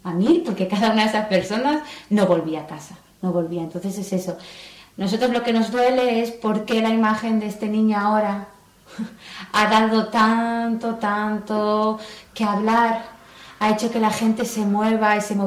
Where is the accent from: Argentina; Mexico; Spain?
Spain; aquí, como yo, española, pues no hablaban